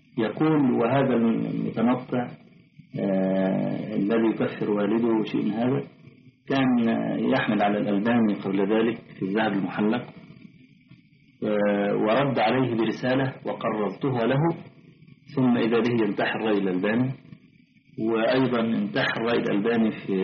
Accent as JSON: {"language": "Arabic", "country": "Egypt", "said": "طلعت حديثا عندنا في مصر"}